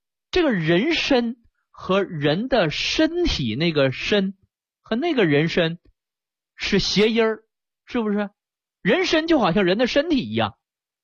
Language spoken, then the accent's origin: Chinese; Jilin, China; accent: Northeastern Mandarin; 在我们东北话当中，尤其吉林的这个地方话当中啊